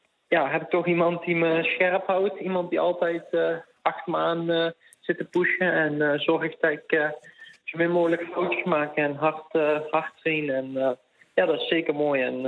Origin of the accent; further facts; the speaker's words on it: Eersel, North Brabant, Netherlands; 18 jaar oud en ik kom uit Brabantse Eersel.